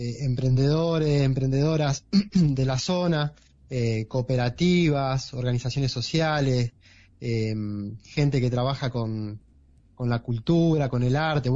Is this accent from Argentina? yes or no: yes; Cosquín, Córdoba, Argentina; Como yo soy de acá de Cosquín.